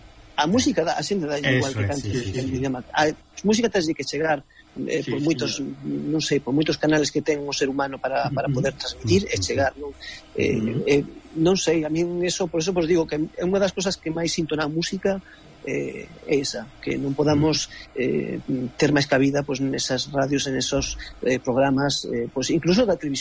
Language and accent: Galician; Galicia, Spain; Non somos galegos, eu considerome galego ante todo, non?